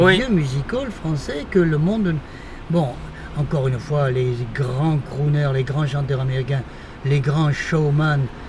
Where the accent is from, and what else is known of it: Bordeaux, Nouvelle-Aquitaine, France; born or raised there